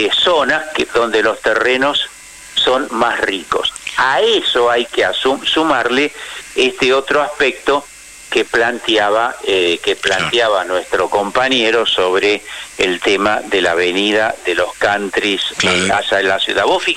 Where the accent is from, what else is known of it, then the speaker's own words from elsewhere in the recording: Buenos Aires, Argentina; Yo, porque como soy porteño de ley, nací acá, amo mi ciudad